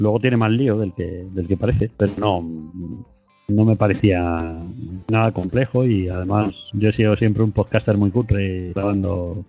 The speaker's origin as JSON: {"language": "Spanish", "town": "Madrid", "region": "Community of Madrid", "country": "Spain", "tie": "born there", "lives_now": "Seville, Spain", "said": "mi madre, que ya falleció, mi madre era de Sevilla. Entonces mi madre de joven se fue a Madrid, yo nací en Madrid, mis hermanos pequeños nacieron en Madrid y aproximadamente en 80 y tantos vinimos de vacaciones."}